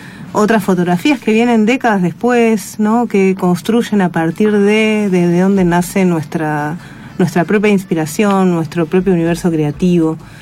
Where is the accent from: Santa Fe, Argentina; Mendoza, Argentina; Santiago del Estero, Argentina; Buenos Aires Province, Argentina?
Buenos Aires Province, Argentina; Mercedes; yo crecí en Mercedes, provincia de Buenos Aires. Es una ciudad donde está, bueno, pasando Luján, zona oeste, donde está la cárcel de Mercedes